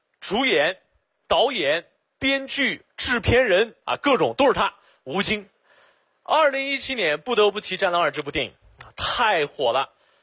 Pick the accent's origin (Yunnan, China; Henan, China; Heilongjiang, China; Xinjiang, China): Xinjiang, China; 我不是老外。我来自新疆，我是维吾尔族啊，就是和那个迪丽热巴特别火的民族